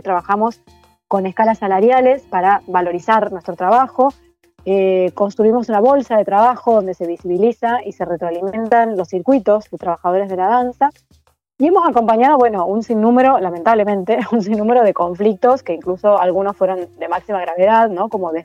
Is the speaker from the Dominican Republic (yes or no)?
no; Córdoba, Argentina; now in Buenos Aires, Argentina; yo soy de Córdoba, nací en Córdoba, me formé ahí, me perfeccioné en el taller del San Martín desde el 2001, entonces ahí me traslado a vivir a Buenos Aires